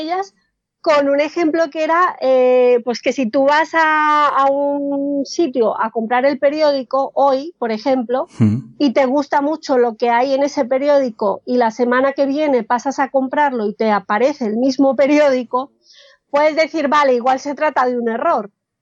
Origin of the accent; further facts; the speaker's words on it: Colombia; now in Spain; Yo soy colombiana, pero llevo 20 años viviendo aquí en España.